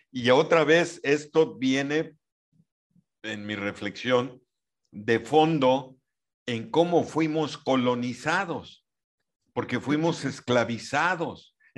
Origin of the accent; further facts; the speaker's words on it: Mexico; somos mexicanos ahora. O sea, no somos ni indígenas de los que existían, ni somos españoles. Somos una raza mestiza.